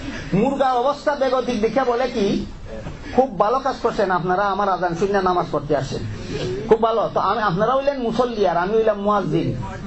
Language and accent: Bangla; Bangladesh; আমাদের বাংলাদেশি ভাষায় কয় বাং দেওয়া